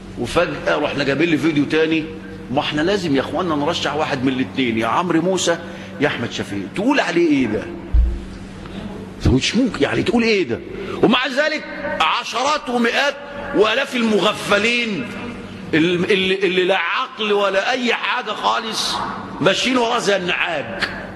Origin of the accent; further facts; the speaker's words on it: Egypt; طبعا عندنا في مصر الان داعيات فتنة